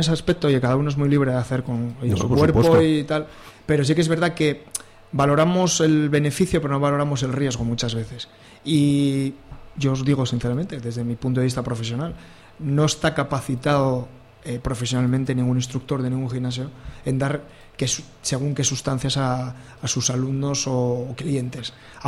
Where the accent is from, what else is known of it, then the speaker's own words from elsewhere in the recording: Oviedo, Asturias, Spain; born there; now in Gijón, Spain; aquí en Gijón, que es una zona llana, porque bueno, yo que nací en Oviedo, salir andando en bici en Oviedo es encantador